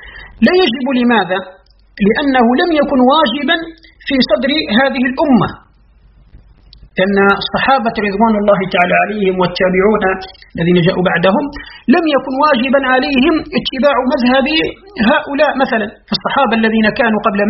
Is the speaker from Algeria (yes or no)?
yes; Algeria; كحال بلدنا الجزائر مثلا